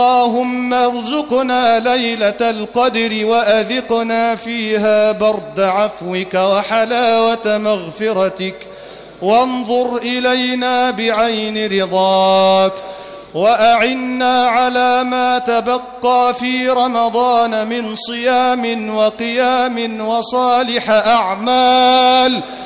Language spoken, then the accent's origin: Arabic; Egypt; اللهم أنزل على بلدنا مصر أمنك وأمانك